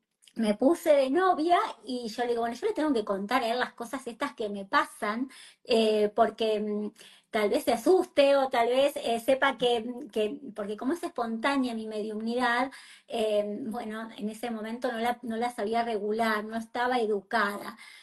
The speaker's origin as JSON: {"language": "Spanish", "region": "La Pampa", "country": "Argentina", "said": "Yo soy argentina, pampeana"}